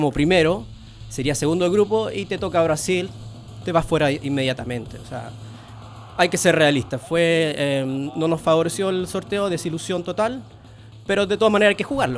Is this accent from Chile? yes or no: yes; Chile; yo como chileno, en realidad para nosotros fue como de dulce y amargo lo de este año